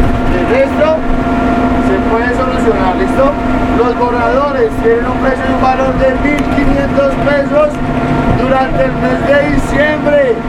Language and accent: Spanish; Colombia; yo soy colombiano.